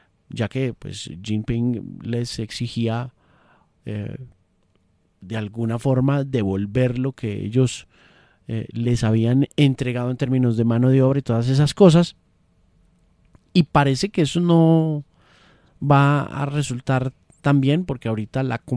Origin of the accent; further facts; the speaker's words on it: Colombia; Somos colombianos, orgullosamente colombianos.